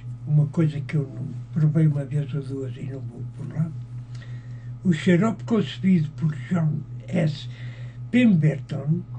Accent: Portugal; Eu sou português.

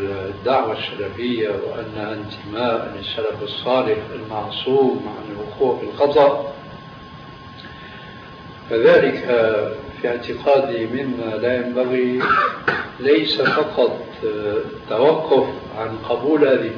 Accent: Syria; كما يقال عندنا في سوريا

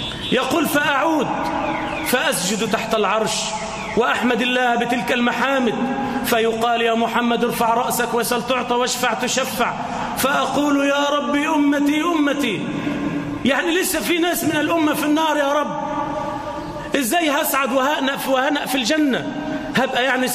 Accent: Egypt; اللهم اجعل بلدنا مصر آمنة مطمئنة

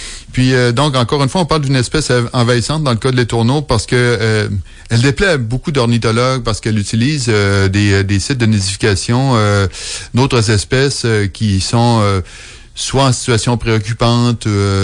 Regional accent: Quebec, Canada; moved away as an adult; j'ai quitté l'Amérique du Nord pour mes études au début des années 90. Et puis avant d'avoir quitté, il y en avait encore beaucoup. Mon retour au Québec...

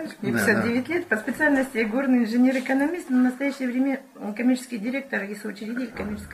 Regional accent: Donetsk, Donetsk Oblast, Ukraine; мне 59 лет, я из Донецка, Украина, ну там, как и в Киеве, тоже говорят на русском языке.

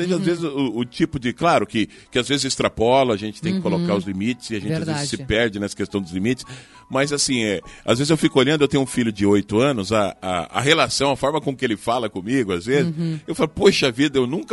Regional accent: Maringá, Paraná, Brazil; moved away as an adult; Eu vim de Maringá. Em 94 eu vim de Maringá para trabalhar no rádio aqui, né?

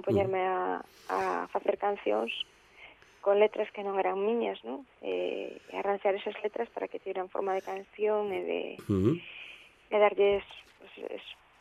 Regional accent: Galicia, Spain; porque bueno, é o máximo que podes aspirar sendo artista, sendo galega, ¿no?

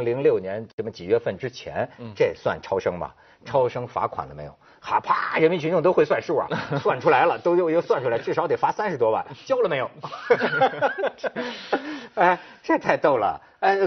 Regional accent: Zhangqiu, Shandong, China; 我们老家山东章丘的

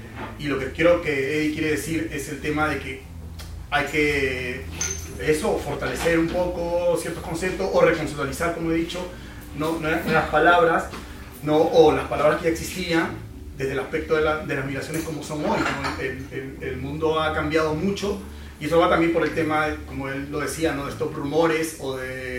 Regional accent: Peru; de donde yo provengo, ¿no? Yo vengo de Perú.

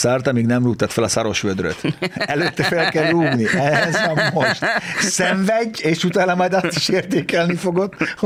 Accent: Felvidék, Slovakia; mi együtt nőttünk fel, ugye annak idején, ez egy felvidéken, soha semmilyen súrlódás nem volt

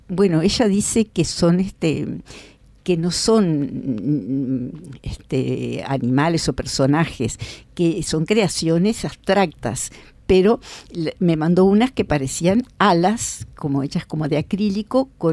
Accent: Rodó, Soriano, Uruguay; also born or lived in Rocha; a los dos años y me crié en un pueblo de Soriano, en Soriano. Rodó, que en esa época se llamaba Estación Drable.

